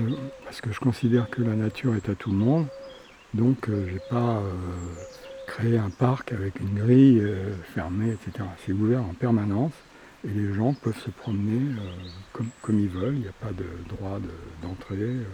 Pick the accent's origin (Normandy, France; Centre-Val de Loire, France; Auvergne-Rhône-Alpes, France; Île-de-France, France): Île-de-France, France; Paris; moved away as an adult; 47 ans, et j'en avais marre de Paris. Je suis né à Paris, toute ma famille est née à Paris, tu vois, j'ai vécu essentiellement à Paris